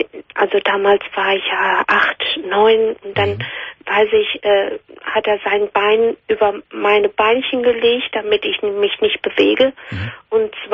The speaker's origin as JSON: {"language": "German", "country": "Spain", "second_language": "German", "lives_now": "Germany", "said": "Aus Spanien."}